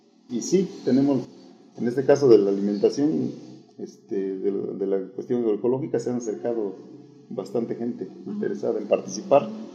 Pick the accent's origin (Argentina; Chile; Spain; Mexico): Mexico; pues como mexicanos, yo creo que a veces si no nos coaccionan tampoco nos gustan hacer las cosas por conciencia